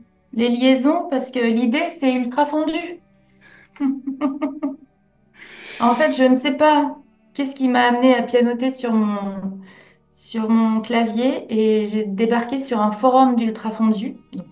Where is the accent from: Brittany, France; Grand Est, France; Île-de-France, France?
Brittany, France; on dit que je suis bretonne et tout ça, mais il y a un défaut.